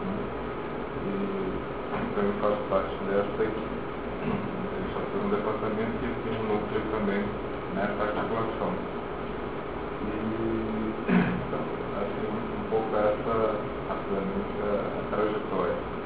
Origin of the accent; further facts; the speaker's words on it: Goiânia, Goiás, Brazil; sou goiano de origem, na cidade que nasceu, de Goiânia